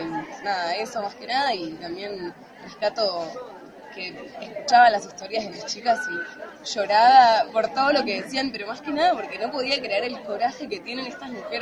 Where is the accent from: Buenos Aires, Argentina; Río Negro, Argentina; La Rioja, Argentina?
Buenos Aires, Argentina; soy de Buenos Aires, Capital Federal.